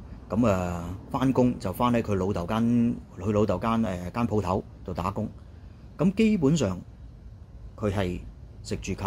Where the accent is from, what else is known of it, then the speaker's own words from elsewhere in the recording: China; 屋企人你都知啦嚇，我哋中國人啊，即係華裔人嘅社會嚇。